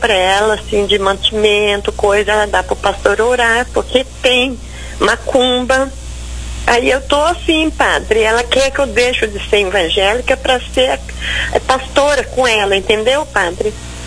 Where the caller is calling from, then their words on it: Rio Brilhante, Mato Grosso do Sul, Brazil; De Rio Brilhante, Mato Grosso do Sul.